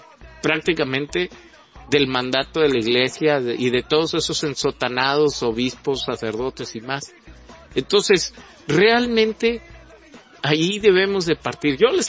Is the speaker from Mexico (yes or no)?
yes; Mexico; porque creo que a veces todo el problema es que no nos logramos aceptar como mexicanos.